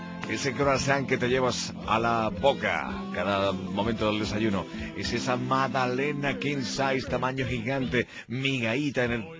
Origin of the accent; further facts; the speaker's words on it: Montilla, Andalusia, Spain; born there; Yo nací en Montilla, provincia de Córdoba.